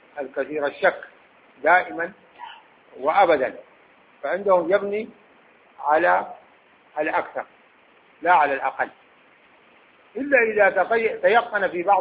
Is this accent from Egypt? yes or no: no; Khartoum, Sudan; عندنا في الخرطوم